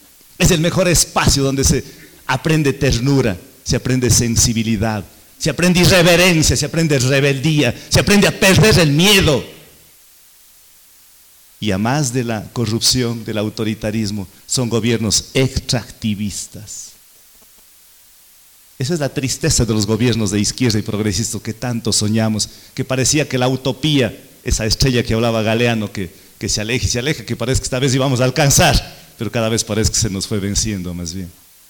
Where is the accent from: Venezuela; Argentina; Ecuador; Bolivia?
Ecuador; Cuenca, Azuay; más frío que aquí en el Pasto, donde mi tierra en Cuenca